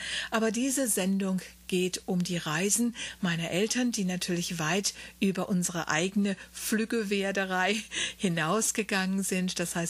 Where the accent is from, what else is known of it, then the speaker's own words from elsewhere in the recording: Wiesbaden, Hesse, Germany; born there; Wiesbaden ist mein Geburtsort und dort sind meine Eltern nach vielen Jahren Ausland auch wieder hingezogen.